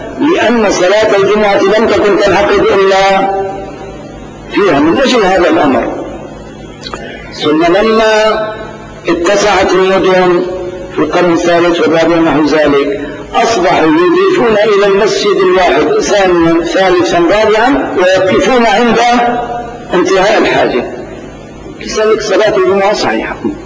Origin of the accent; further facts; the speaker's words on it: Damascus, Damascus Governorate, Syria; لكن في بلدنا دمشق بالذات هناك شرط لا يتم